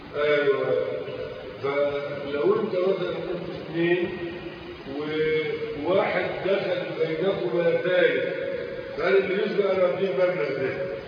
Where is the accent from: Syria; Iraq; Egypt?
Egypt; وهذا الأمر كان منتشر عندنا في مصر